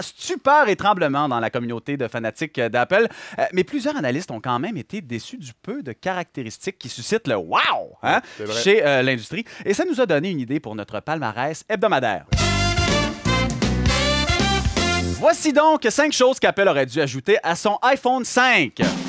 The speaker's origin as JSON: {"language": "French", "town": "La Baie", "region": "Quebec", "country": "Canada", "said": "moi aussi, je viens du Saguenay, j'aime beaucoup Montréal également."}